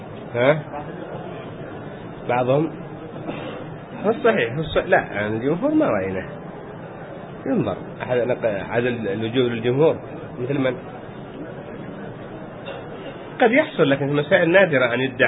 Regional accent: Yemen; عندنا في اليمن يعني حال الناس قبل كانوا يختنون بعد ما يكبر

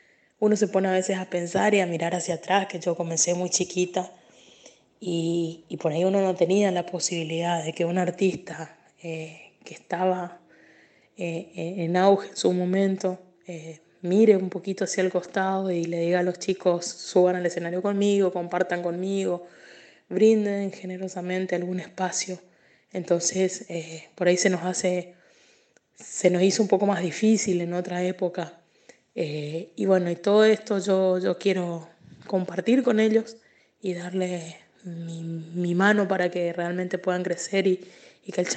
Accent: Corrientes, Argentina; soy cantante, soy artista, soy chamamecera, soy correntina orgullosa de mi música

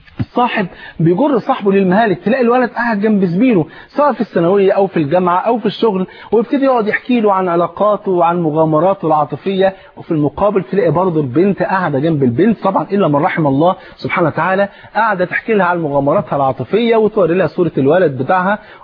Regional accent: Egypt; انت عارف الفول عندنا في مصر فرض عين

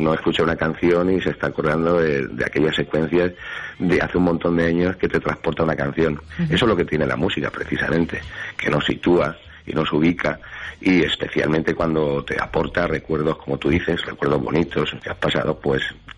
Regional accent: Valencian Community, Spain; hay que cumplir como buen valenciano

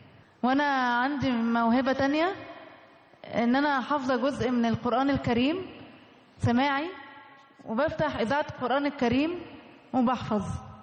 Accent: Egypt; عندي 25 سنة. أنا فخورة إن أنا مصرية.

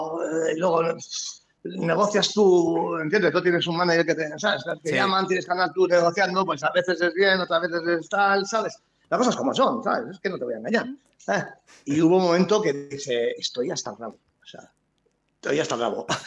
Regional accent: Bilbao, Basque Country, Spain; Estaba lloviendo y tal. Y dice, bueno, hostia, fresquito, estaba bien. Como somos de Bilbao, estaba bien.

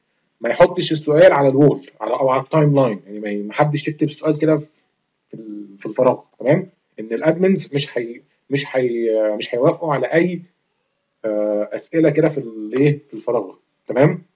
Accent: Egypt; now in Switzerland; يا جدعان انا في مصري، تمام؟ وبتربي في مصر وعايش، كنت عايش في مصر، انا حاليا دلوقتي بره مصر بقالي كتير، بس يعني مش مولود في سويسرا يعني

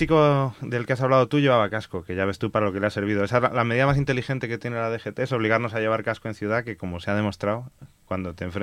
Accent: Madrid, Community of Madrid, Spain; Yo soy de Madrid, he nacido en Madrid, he vivido toda mi vida en Madrid

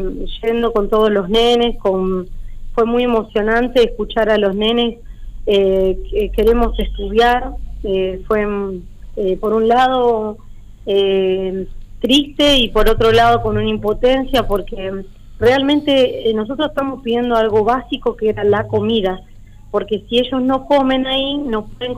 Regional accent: Monte Grande, Buenos Aires Province, Argentina; la mayoría somos de lejos, somos de Monte Grande, de la zona de Barrio Lindo, bueno, teníamos que tomar dos colectivos

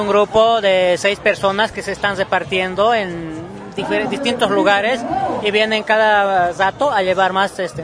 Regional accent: Bolivia; now in São Paulo, Brazil; Soy un boliviano migrante que vive aquí en Sao Paulo

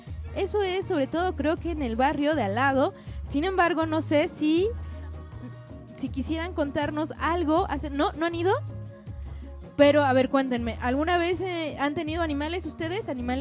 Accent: Xochimilco, Mexico City, Mexico; yo no soy de acá, no tengo el gusto de ser de acá, más bien soy de Xochimilco, pero al fin y al cabo somos pueblos hermanos.

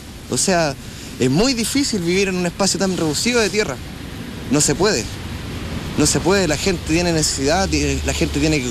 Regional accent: Chile; Nosotros no somos los indígenas de Chile, nosotros somos mapuches. Somos aparte, somos un pueblo que siempre ha estado aquí, que nació en esta tierra y va a morir aquí.

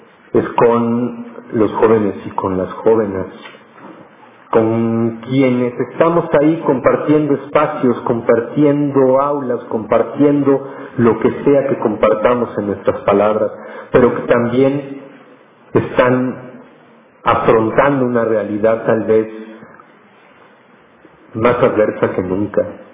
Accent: Mexico City, Mexico; yo soy de Ciudad Monstruo, de Ciudad de México

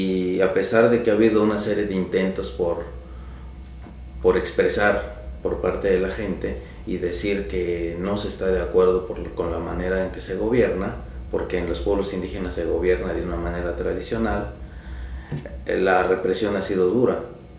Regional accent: Oaxaca, Mexico; soy del sur de México, del estado de Oaxaca.

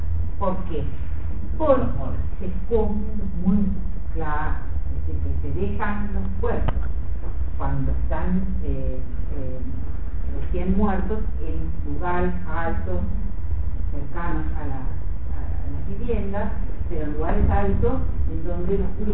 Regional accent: Tres Algarrobos, Buenos Aires Province, Argentina; born there; Y en mi pueblo, donde yo nací, en Tres Algarrobos, en la provincia de Buenos Aires, estaban los pedacitos de la sotana

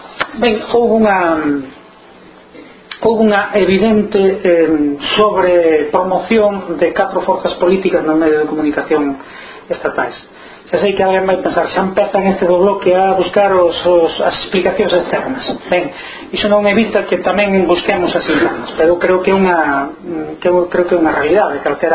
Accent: Galicia, Spain; asumir que Galicia é unha nación, que eu son galego e por tanto que entendo que a miña nación ten dereito a ser unha nación libre

